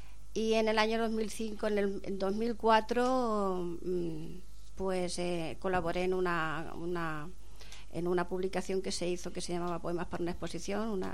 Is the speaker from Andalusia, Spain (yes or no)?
yes; Montefrío, Andalusia, Spain; Yo procedo de un pueblo de Granada que se llamaba Montefrío.